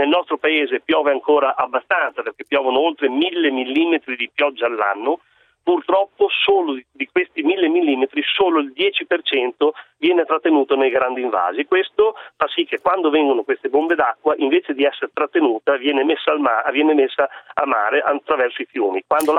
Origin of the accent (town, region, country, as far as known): Emilia-Romagna, Italy